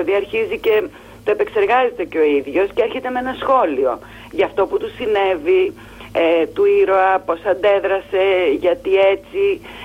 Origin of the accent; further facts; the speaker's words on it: Missolonghi, Western Greece, Greece; Εγώ είμαι απέναντι από το Αυλάκι. Είμαι μεσολογγίτης.